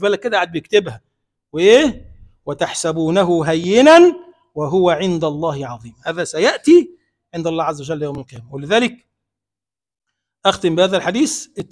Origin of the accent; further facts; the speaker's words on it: Egypt; اللهم اجعل بلدنا مصر بلدا آمنا مطمئنا سخاء رخاء